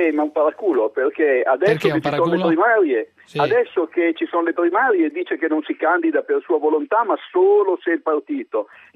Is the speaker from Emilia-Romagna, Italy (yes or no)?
yes; Bologna, Emilia-Romagna, Italy; ma sono di Bologna.